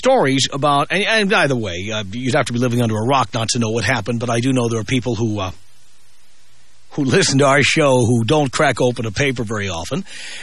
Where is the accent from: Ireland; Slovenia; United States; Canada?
United States; California; And as a Californian, you really see this.